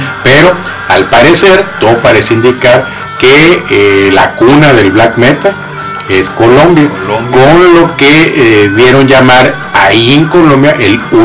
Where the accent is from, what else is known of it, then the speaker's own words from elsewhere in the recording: Mexico; me cometimos un oso como mexicanos ahí también